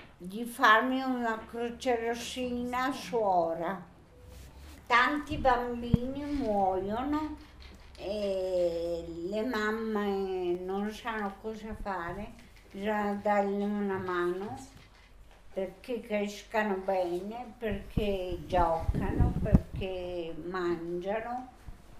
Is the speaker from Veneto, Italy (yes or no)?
no; Rovereto, Trentino-Alto Adige, Italy; Io vengo da Rovereto